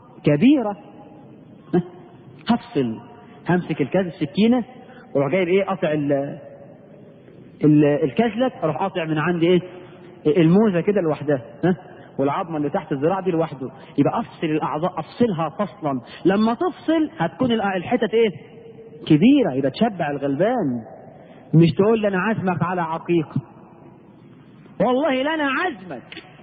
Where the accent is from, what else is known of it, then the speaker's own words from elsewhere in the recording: Egypt; احنا كمصريين